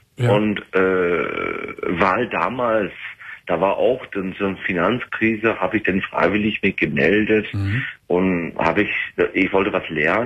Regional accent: England, United Kingdom; German is a second language; moved away as an adult; now in Germany; Ja, ich komme aus England, aber wohne in Deutschland seit 12 Jahren jetzt.

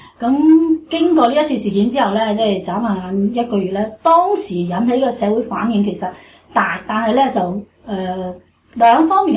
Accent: Australia; 我哋澳洲人咧都系觉得好苦恼嘅

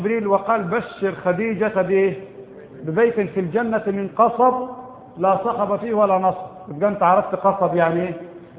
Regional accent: Egypt; البوص عندنا في مصر ثلاث أنواع

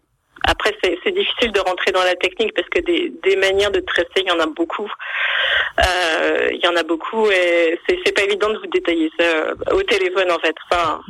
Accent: Hauts-de-France, France; Je suis issue du milieu agricole. Moi, j'ai grandi en Picardie, donc pas du tout dans la région.

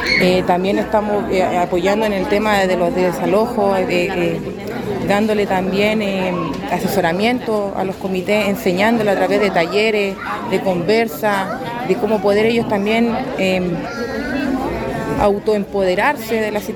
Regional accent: Antofagasta, Chile; soy de Antofagasta también. Soy vocera y representante del macrocampamento Villa Constancia de Antofagasta.

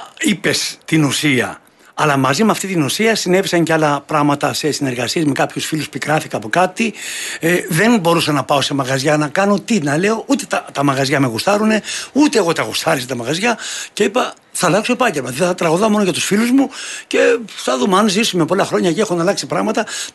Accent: Epirus, Greece; Τότε το χωριό μου και τα Τζουμέρκα έχουν άλλη εικόνα.

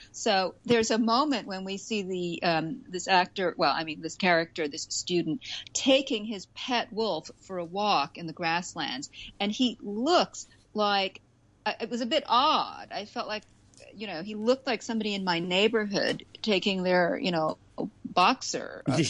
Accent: New York City, New York, United States; as a New Yorker, I could relate to this.

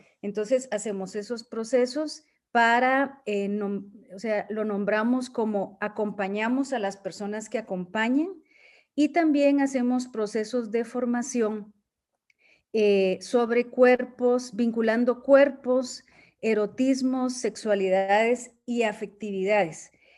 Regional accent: Guatemala; Soy de Guatemala. Soy feminista, terapeuta y antropóloga.

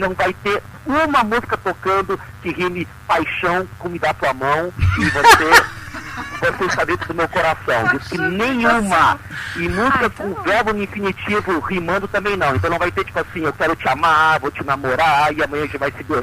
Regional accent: Italy; como sou italiano

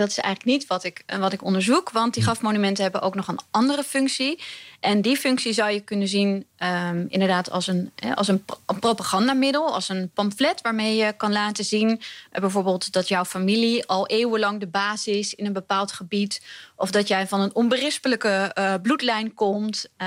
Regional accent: Utrecht, Netherlands; Dat en lekker in de buurt, want ik kom uit Utrecht.

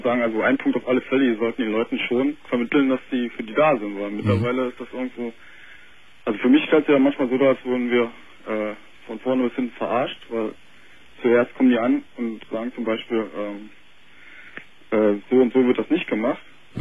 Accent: Berlin, Germany; also ich komme aus Berlin und wohne jetzt woanders halt, kleinerem Städtchen.

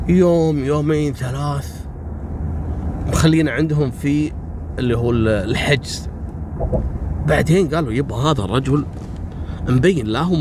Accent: Kuwait; حصلت عندنا في الكويت في سنة 77.

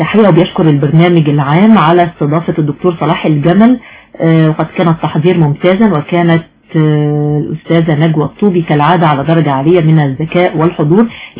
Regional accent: Ismailia, Ismailia Governorate, Egypt; من الإسماعيلية.

